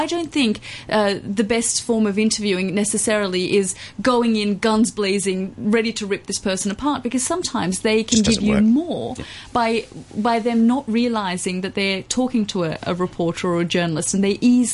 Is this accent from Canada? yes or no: no; Australia; being a woman, being Australian, really helped.